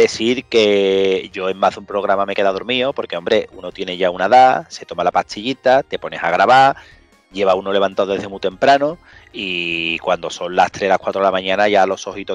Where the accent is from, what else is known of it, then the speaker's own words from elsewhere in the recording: Andalusia, Spain; Como buenos andaluces que somos, por supuesto.